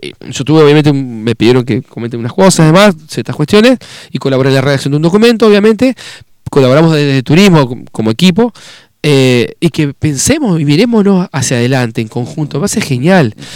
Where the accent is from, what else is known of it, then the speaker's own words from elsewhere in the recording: Concordia, Entre Ríos, Argentina; porque somos de Concordia, cruzamos el charco